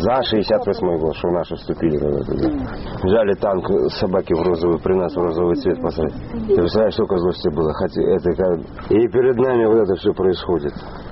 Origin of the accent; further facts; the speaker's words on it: Russia; Я, конечно, я болею за Россию, я россиянин.